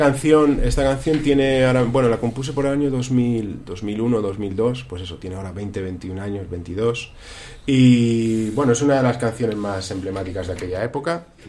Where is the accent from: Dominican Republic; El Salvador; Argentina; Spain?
Spain; aunque no sea un experto bilingüe nativo, evidentemente, porque soy español